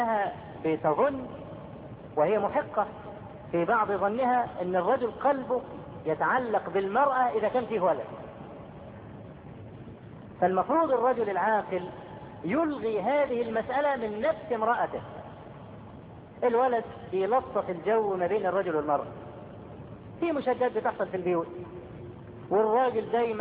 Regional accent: Egypt; وإحنا كمصريين أسد

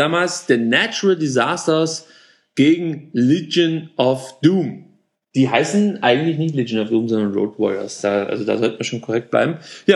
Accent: Baden-Württemberg, Germany; Und also wir müssen dazu sagen, wir kommen ja aus Baden-Württemberg.

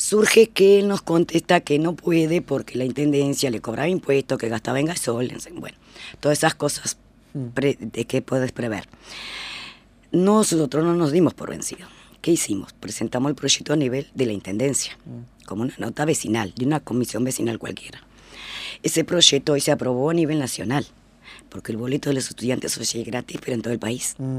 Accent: Rivera, Uruguay; now in Montevideo, Uruguay; Yo soy de Rivera.

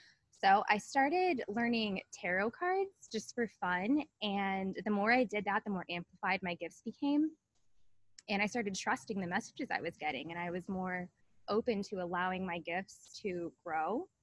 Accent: Annapolis, Maryland, United States; now in Portland, United States; I'm a psychic medium and artist, as you have mentioned. So I grew up in Annapolis, Maryland, as you know, because we grew up together. Mm-hmm. I recently moved to Portland, Oregon for my husband's job

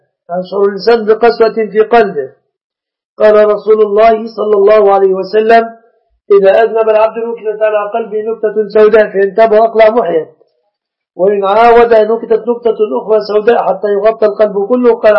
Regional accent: Egypt; العرف عندنا في مصر أن الشبكة من المهر.

